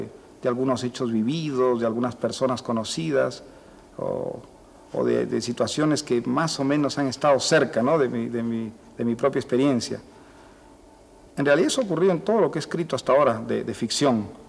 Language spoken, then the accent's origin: Spanish; Piura, Peru; Yo desde que salí de Piura había querido escribir sobre una casa verde que conocí cuando era niño, en fin, un sitio que resultaba muy pintoresco y al mismo tiempo muy fascinante para las personas que teníamos pues 10 años en Piura, el año 45